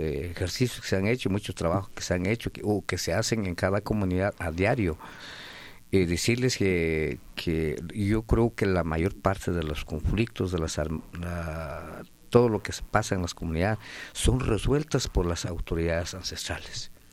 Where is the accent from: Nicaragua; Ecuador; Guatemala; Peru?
Guatemala; Quetzaltenango; vengo de la Nación MAM, del departamento de Quetzaltenango